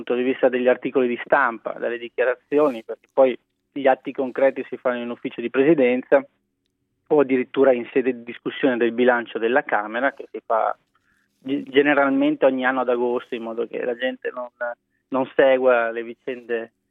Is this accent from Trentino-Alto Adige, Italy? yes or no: yes; Trentino-Alto Adige, Italy; Io vengo per esempio dal Trentino, una provincia autonoma dove questo è già stato fatto.